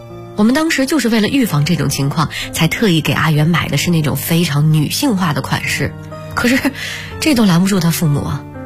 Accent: Northeast China, China; 我们老家在东北，屋外的温度还是零下十几度呢

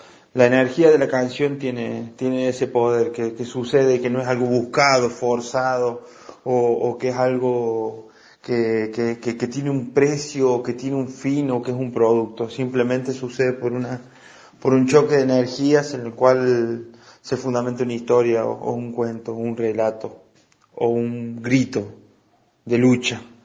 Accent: Córdoba, Argentina; soy de Córdoba capital, integrante de la Cruz ABL

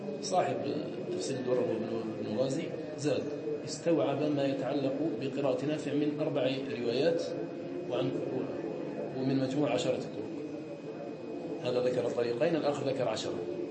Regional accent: Algeria; كان الناس عندنا في الجزائر

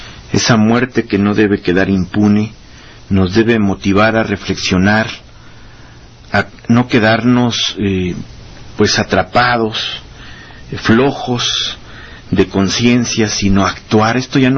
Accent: Mexico; da pena como mexicanos

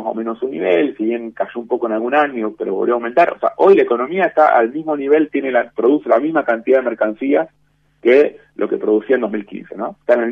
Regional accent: Argentina; el Estado somos, nosotros somos la sociedad argentina

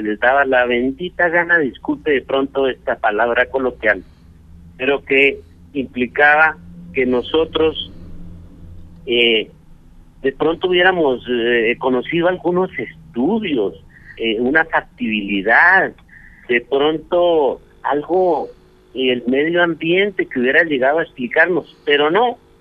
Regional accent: Colombia; de saber que somos ciudadanos colombianos y que así seamos pequeños propietarios

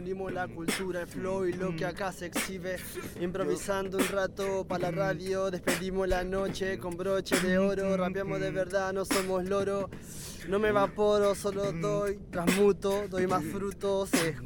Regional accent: Guernica, Buenos Aires Province, Argentina; Yo soy de Guernica, soy hip hopero, es mi cultura.

